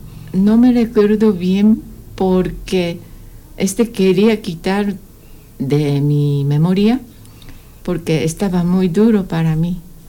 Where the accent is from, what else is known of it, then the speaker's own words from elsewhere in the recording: Japan; Spanish is a second language; yo escuché algo noticia muy feo de mi pueblo. Costa norte de Japón, todo destruyó, incluye a mi pueblo.